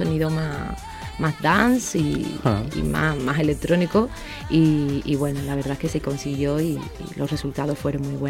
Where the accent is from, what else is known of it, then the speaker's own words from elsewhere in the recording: Cádiz, Andalusia, Spain; yo soy de Cádiz y mi tierra es muy pequeñita, no hay allí industria discográfica